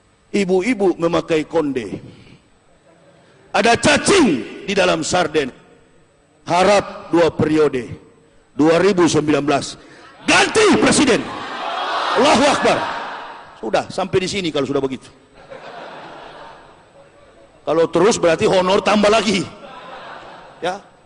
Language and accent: Indonesian; Manado, North Sulawesi, Indonesia; Saya orang Sulawesi, orang Manado.